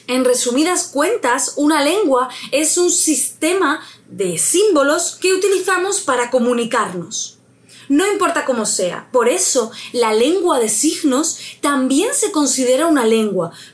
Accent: Andalusia, Spain; accent: Andalusian; yo soy andaluza, vivo en Andalucía y mi dialecto es el andaluz, aunque mi pronunciación y mi acento está cada vez más estandarizado.

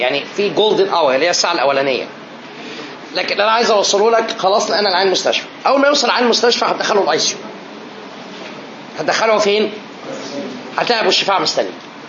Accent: Egypt; moved away as an adult; now in New York, United States; عشان جاي من مصر نفسي صعبت عليا بجد.

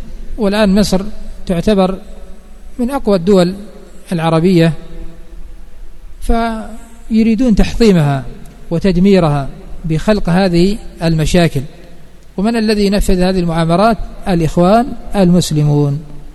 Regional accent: Yemen; فلا يخفى ما حصل قبل 94 عندنا في اليمن،

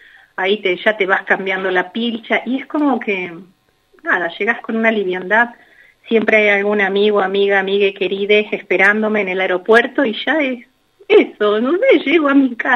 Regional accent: Argentina; Nosotros somos de Argentina.

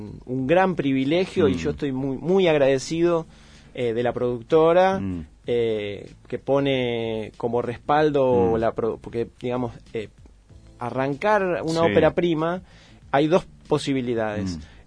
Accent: La Plata, Buenos Aires Province, Argentina; born there; now in Andalgalá, Argentina; Yo nací en la ciudad de La Plata y me vengo para Andalgalá desde el 2003, 2004 ya me instalo.

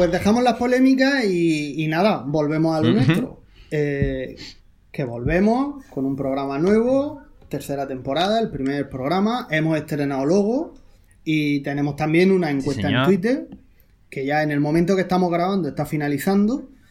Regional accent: Murcia, Region of Murcia, Spain; yo soy de Murcia y no le tengo un cariño especial a Murcia.

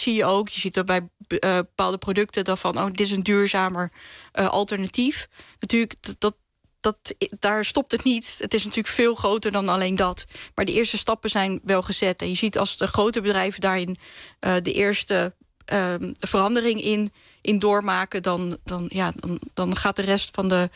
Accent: Rotterdam, South Holland, Netherlands; now in Drenthe, Netherlands; Want ik kom uit Drenthe. Tenminste, ik woon in Drenthe. Ik kom oorspronkelijk uit Rotterdam, maar ik woon nu in Drenthe.

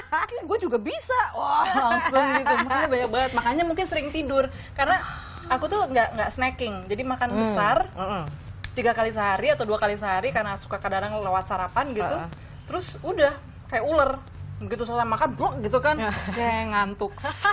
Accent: Bandung, West Java, Indonesia; memang jarang bergaul di lingkungan Batak, kedua juga gak bisa bahasa Batak gitu ya. Lebih banyak ngomong bahasa Sunda karena besar dan lahir di Bandung

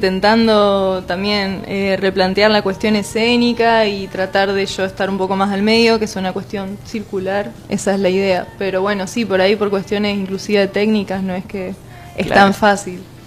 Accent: Esperanza, Santa Fe, Argentina; now in Santa Fe, Argentina; yo soy en realidad de Esperanza y me vine acá a estudiar

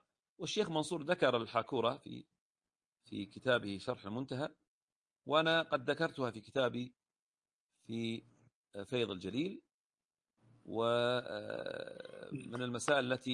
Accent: Al-Ahsa, Eastern Province, Saudi Arabia; في الأصل العرق عندنا في الأحساء

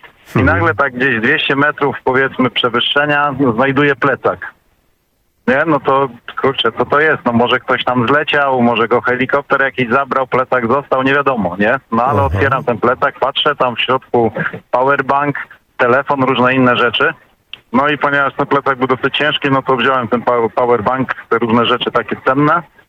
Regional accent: Opole, Opole Voivodeship, Poland; ja z Opola

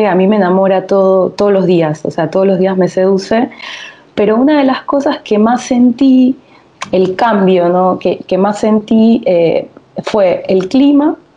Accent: Panama City, Panamá, Panama; yo nací en Panamá capital, o sea, nací en una ciudad, no nací en un pueblo. Pero Panamá capital, por ejemplo, tiene el mar, o sea, yo podía ver el mar en 5 minutos, podía ver el mar, estaba muy cerca del mar, donde crecí.

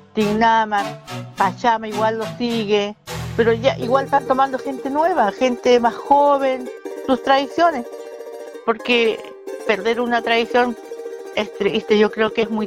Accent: Belén, Arica y Parinacota, Chile; yo soy de Belén, orgullosa de ser beleneña, les digo.

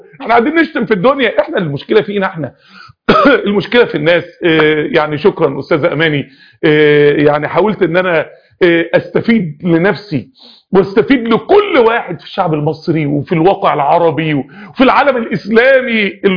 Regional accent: Egypt; انا راجل مصري

